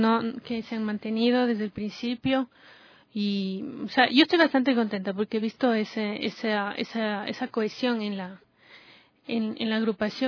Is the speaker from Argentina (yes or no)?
no; Ecuador; esta obra que tiene mucho de lo que somos los ecuatorianos